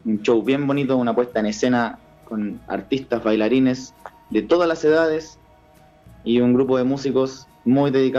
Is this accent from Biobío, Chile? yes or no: no; Puente Alto, Santiago Metropolitan Region, Chile; Alguna vez vivimos en Puente Alto, nacimos, nos criamos en Puente Alto.